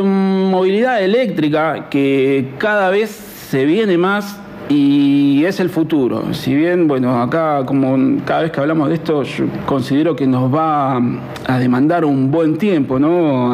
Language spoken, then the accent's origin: Spanish; La Pampa, Argentina; born there; Yo soy nacido en La Pampa, así que, por favor, ¿eh?, un gran saludo.